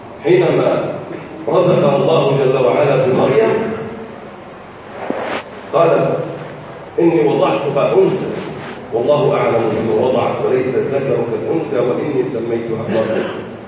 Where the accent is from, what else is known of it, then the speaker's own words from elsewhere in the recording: Egypt; اللهم من ارادنا اراد بلدنا مصر بخير وفقه لكل خير